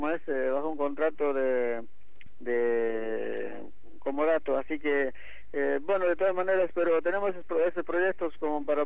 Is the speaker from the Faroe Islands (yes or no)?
no; Bolivia; now in Argentina; más o menos consolidarnos nosotros acá como comunidad boliviana, pero integrado tanto a la comunidad argentina